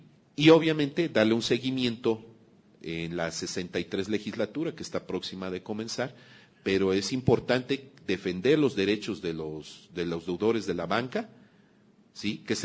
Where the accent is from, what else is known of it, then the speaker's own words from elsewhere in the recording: Mexico; es importante también que hagamos fuerza como mexicanas, como mexicanos